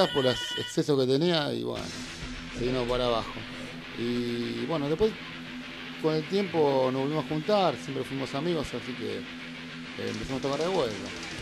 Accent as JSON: {"language": "Spanish", "region": "Buenos Aires", "country": "Argentina", "tie": "born or raised there", "said": "Nací acá, así que me crié hasta los 14, 15 años."}